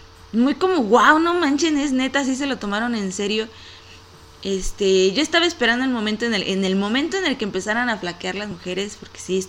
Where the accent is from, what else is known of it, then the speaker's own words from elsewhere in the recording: Aguascalientes, Mexico; Por lo menos aquí en mi país y aquí en Aguascalientes sí se vivió un día sin ellas.